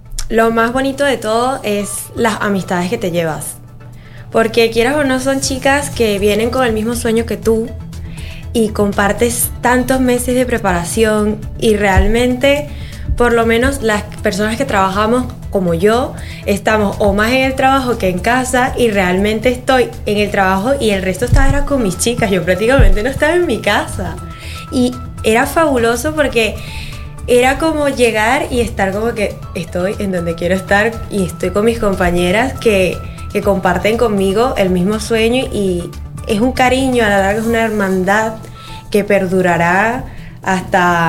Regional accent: Venezuela; now in Spain; Yo soy de Venezuela, sí. Venezolana.

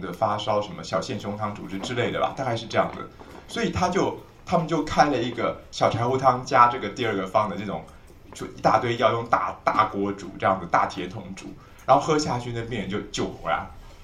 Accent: China; 就像我们中国人其实不知道中文的文法，对不对？可是不知道文法还是可以讲中文呢。

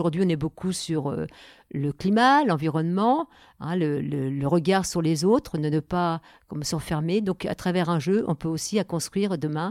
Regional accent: Le Havre, Normandy, France; moved away as an adult; now in La Bresse, France; Alors, je viens du Havre. Je suis arrivée à la Bresse il y a 42 ans.

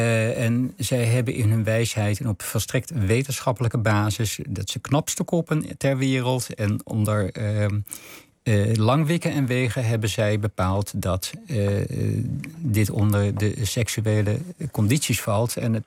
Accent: Arnhem, Gelderland, Netherlands; also born or lived in Schoonhoven; vanaf mijn vierde zijn we van Schoonhoven naar Arnhem verhuisd.

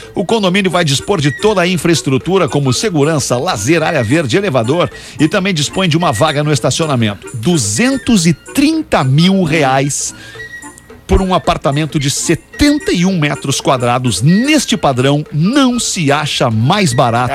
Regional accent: Belo Horizonte, Minas Gerais, Brazil; moved away as an adult; vim de Belo Horizonte há pouco tempo, mais de um ano, para trabalhar.

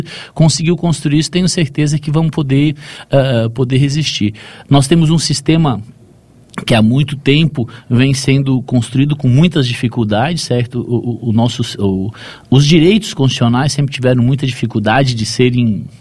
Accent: Chapecó, Santa Catarina, Brazil; Sou aqui de Chapecó

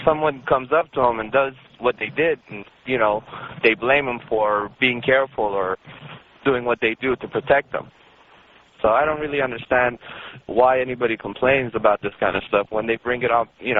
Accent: Iran; I'm actually from Iran, and I'm a Muslim.

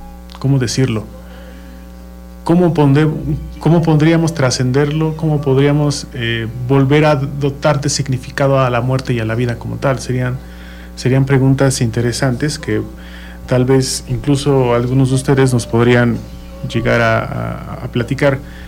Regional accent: Mexico; esa relación que nosotros como mexicanos tenemos con la muerte

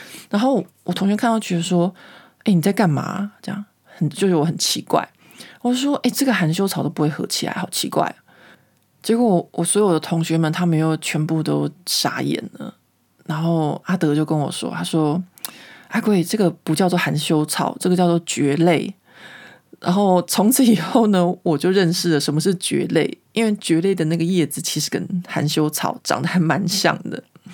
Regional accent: Taiwan; 因为那时候台湾就是经济开始起飞，然后所以呢有社会上有很多的绑架案。那我那时候呢就是一个这样子长大的一个都市死小孩。

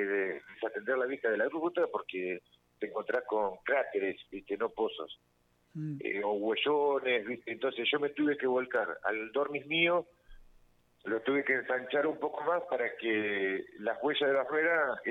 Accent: Olavarría, Buenos Aires Province, Argentina; yo nunca salí de Olavarría pensando en que, mirá, lo que estoy haciendo, que voy a sonar en todos lados.

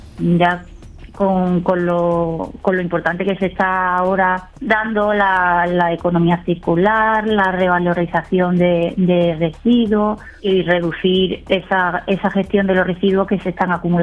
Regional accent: Málaga, Andalusia, Spain; also born or lived in Algeciras; Soy malagueña, nací en Málaga, pero decidí estudiar en Algeciras

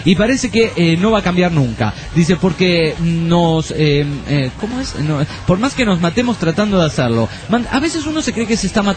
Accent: Costa Rica; de Costa Rica.

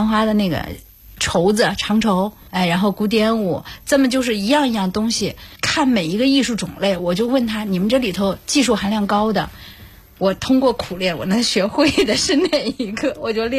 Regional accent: South China, China; 因为我是南方人

